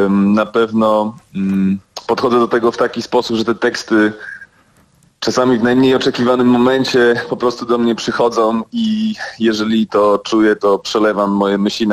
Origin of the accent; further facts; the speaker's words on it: Sweden; now in Poland; Dorastałem w Szwecji, to prawie 10 lat, więc kawał życia